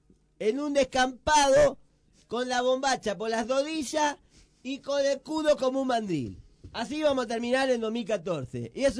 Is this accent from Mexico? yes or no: no; Argentina; por qué nosotros como argentinos siempre estamos revalorizando que nuestros ídolos sean